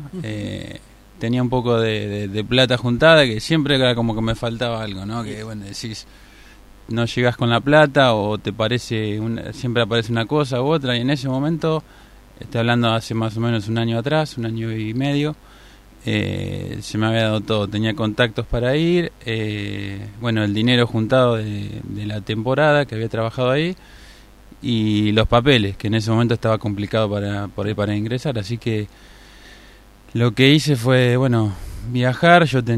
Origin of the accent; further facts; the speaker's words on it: Hinojo, Buenos Aires Province, Argentina; estar con la gente de Olavarría y de Hinojo, de mi pueblo, de vuelta.